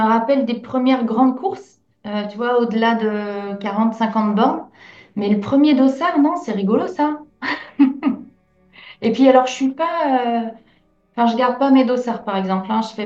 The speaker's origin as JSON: {"language": "French", "region": "Brittany", "country": "France", "said": "on dit que je suis bretonne et tout ça, mais il y a un défaut."}